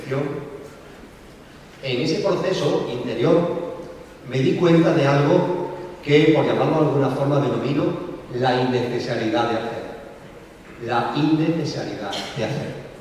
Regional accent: Seville, Andalusia, Spain; born there; en el Hospital García Morato de Sevilla, que fue donde yo nací

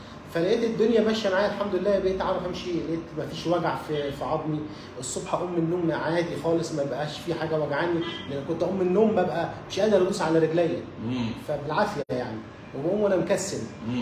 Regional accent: Ismailia, Ismailia Governorate, Egypt; أنا جاي من الإسماعيلية. إسماعيلية

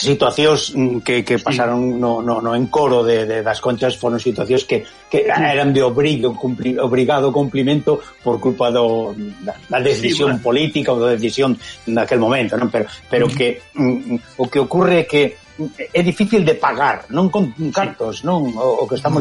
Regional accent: Galicia, Spain; cando estamos en Galicia somos os estranxeiros e cando estamos no estranxeiro somos os galegos.

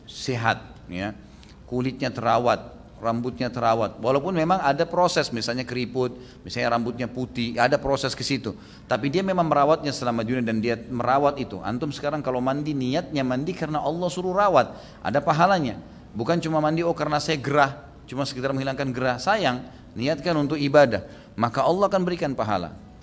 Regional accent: Gunung Kidul, Special Region of Yogyakarta, Indonesia; Di daerah saya di Gunung Kidul banyak sekali kasus bunuh diri dengan gantung diri.

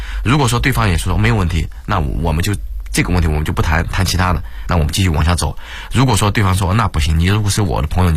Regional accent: China; 因为其实我还是一直坚信，就是我们中国人是属于比较聪明的人

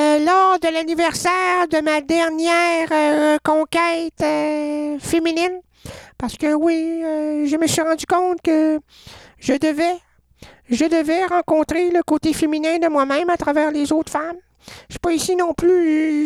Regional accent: Sherbrooke, Quebec, Canada; Mais moi, parce que je viens de Sherbrooke. Sherbrooke. Mais Sherbrooke ne peut pas sortir de moi.

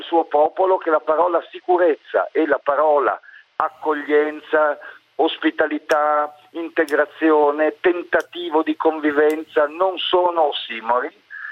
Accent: Friuli-Venezia Giulia, Italy; Io vengo da una terra di terremoto, perché sono nato in Friuli pochi mesi prima del terremoto del 76

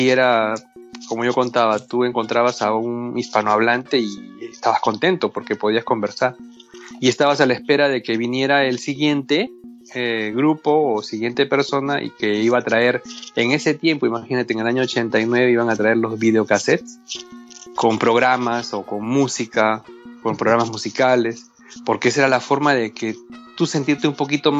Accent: Peru; Sí, soy peruano. Soy peruano, fue descendiente, ¿sí?, de japoneses. Mis abuelos, sí, japoneses, de Okinawa.

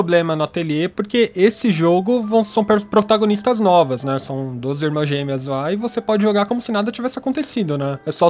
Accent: Brazil; born there; É óbvio que eu defendo, o lugar onde nasci, mano.

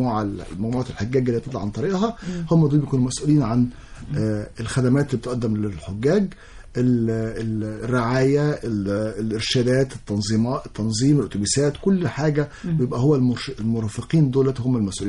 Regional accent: Egypt; بس احنا عندنا في مصر مناطق

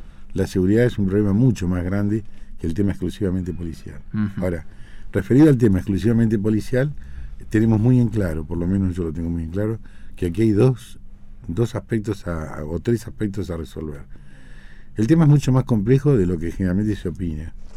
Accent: Mar del Plata, Buenos Aires Province, Argentina; born there; Bueno, yo soy nacido en Mar del Plata. Tengo 63 años

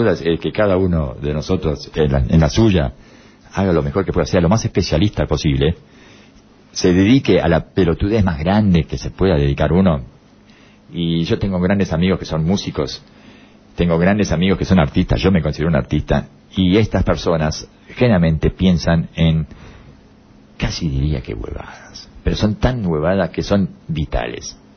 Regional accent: Uruguay; casualmente es el presidente de mi país, yo soy uruguayo

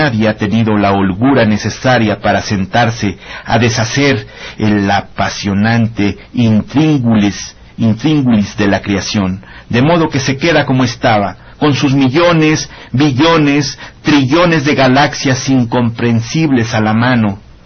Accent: Oaxaca, Mexico; Con la música recordé pues cosas de cuando era niño allí en mi pueblo, en las fiestas regionales en la ciudad de Oaxaca.

